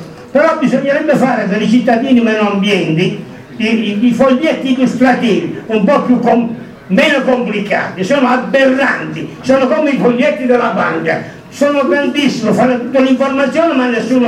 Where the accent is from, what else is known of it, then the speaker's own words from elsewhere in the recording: San Giovanni Rotondo, Apulia, Italy; non qui al mio paese, San Giovanni Rotondo in Meridione